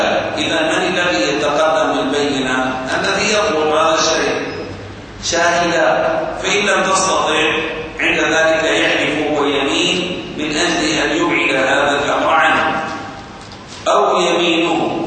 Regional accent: Syria; هذه الحدود اليوم عندنا في سوريا مثلا توجد أحجار المساحة

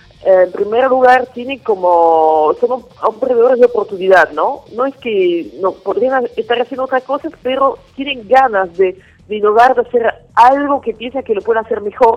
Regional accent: Belgium; Spanish is a second language; also born or lived in South Africa; now in Buenos Aires, Argentina; Sí, yo soy belga.

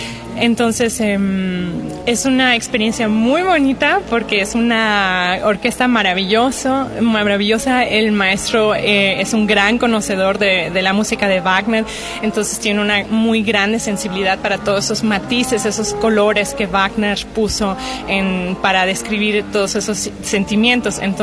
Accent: Germany; now in Mexico; Es mi segundo año en México, en el Estudio de Bellas Artes. Entonces yo nunca había vivido en México. Crecí en Alemania, pero mi mamá es de México. De hecho, tengo también aquí familia en Jalapa.

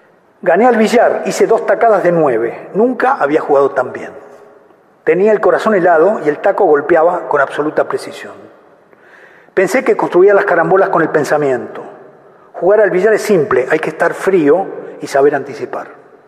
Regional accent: Adrogué, Buenos Aires Province, Argentina; born there; also born or lived in Mar del Plata; En marzo del 57 abandonamos medio clandestinamente a Drogué, un suburbio de Buenos Aires donde yo había nacido y donde había nacido mi madre, y nos fuimos a Mar del Plata, una ciudad que está a 400 kilómetros al sur de la provincia de Buenos Aires.

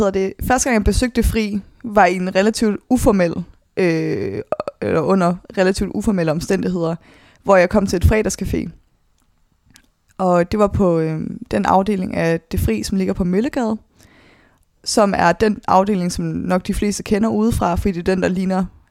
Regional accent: Svendborg, Region of Southern Denmark, Denmark; also born or lived in Copenhagen; Der blev jeg født på Rigshospitalet i København, og få år efter, så flytter mine forældre med mig til Svendborg på Sydfyn, hvor jeg så bor indtil jeg er 15, hvor jeg starter på efterskole på Langeland

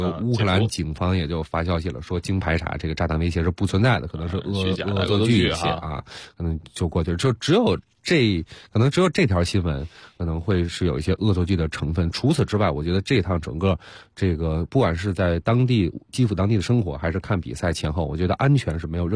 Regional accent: Beijing, China; 我说我是从中国，从北京来的。

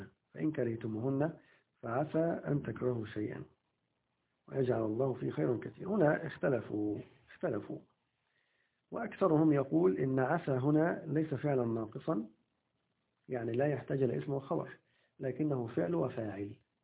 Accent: Egypt; في المدارس التعليمية الحكومية عندنا في مصر

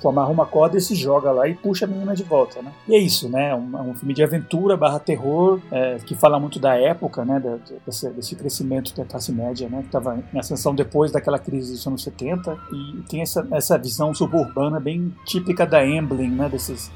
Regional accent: Colombia; Portuguese is a second language; moved away; quando eu cresci na Colômbia, nos anos 80 e 90

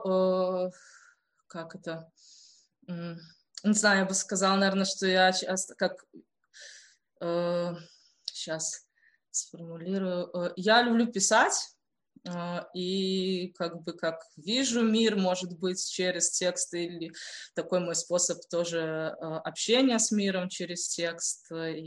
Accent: Belarus; это то, что я белорус и белорусская. В связи с тем, что происходит у нас в стране

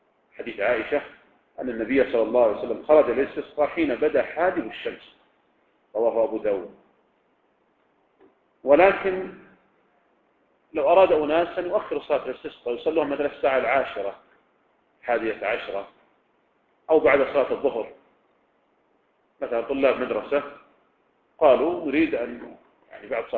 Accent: Riyadh, Riyadh Province, Saudi Arabia; يعني مثلا لو كان عندنا في الرياض مثلا

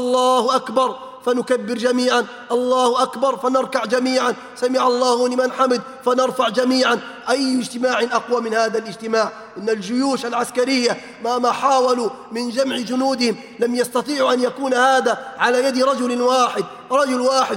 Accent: Libya; بلادنا ليبيا الحبيب بأمس الحاجة أن نرمي هذه الضغائن

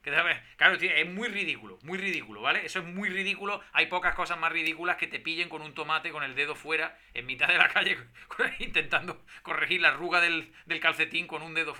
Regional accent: Spain; yo soy español.

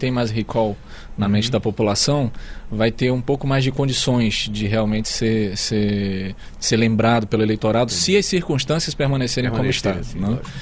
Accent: Amazonas, Brazil; Nós temos esse sentimento, essa sensação como amazonense.

